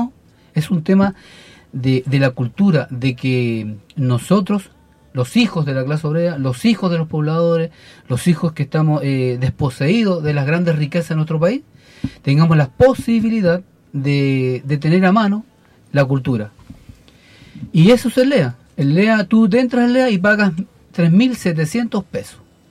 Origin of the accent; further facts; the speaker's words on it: Chile; como ciudadanos, como chilenos, ¿cachai?